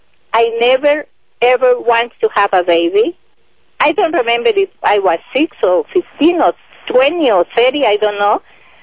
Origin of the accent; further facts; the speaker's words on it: Colombia; English is a second language; moved away as an adult; now in United States; My English is not perfect. I am here for 4 years in the United States.